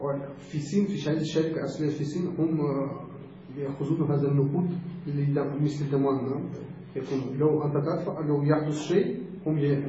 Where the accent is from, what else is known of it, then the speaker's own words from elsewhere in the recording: Russia; Arabic is a second language; مثل عندنا في روسيا موجود في سيارة هكذا